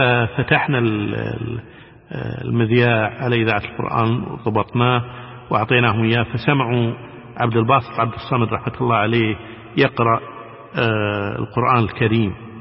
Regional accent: Kuwait; انتم من وين؟ نقول لهم احنا من الكويت

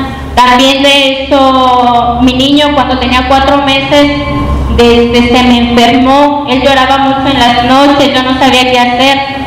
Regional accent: San Diego de la Unión, Guanajuato, Mexico; vengo del municipio de San Diego de la Unión.

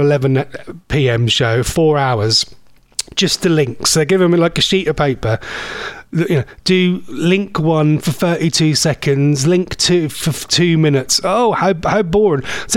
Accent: East of England, United Kingdom; accent: Norfolk; If you want to check out … is that me, my Norfolk accent?

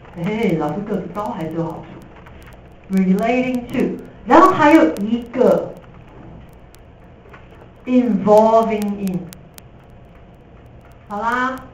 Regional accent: Taiwan; 我们台湾人很多人爱讲英文

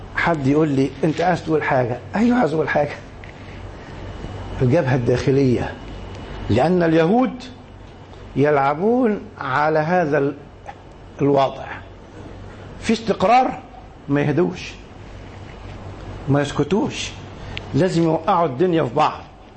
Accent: Egypt; خلينا نتكلم على بلدنا مصر، نركز على مصر

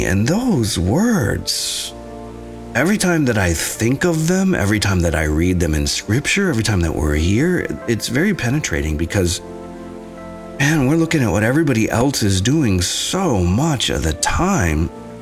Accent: Nashville, Tennessee, United States; Kind of like … from Nashville. I'm a Nashvillian.

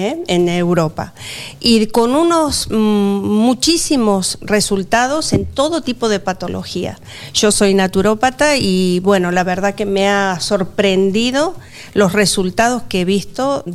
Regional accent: Argentina; now in Valencia, Spain; También vivo en Valencia, soy argentina, de hace 21 años que estoy aquí.

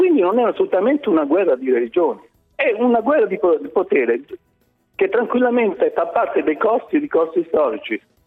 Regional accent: Apulia, Italy; Io sto facendo e sto scoprendo la Puglia, da pugliese.

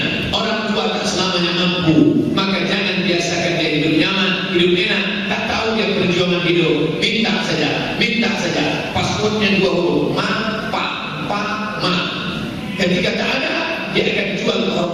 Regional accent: Java, Indonesia; Kita orang Jawa, nunjuknya gini.

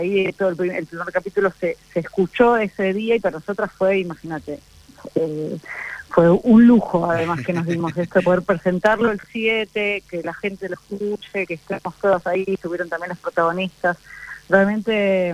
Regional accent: Buenos Aires, Argentina; somos de acá, así que bueno, en esta primer temporada hicimos 5 lesbianas de la Ciudad de Buenos Aires

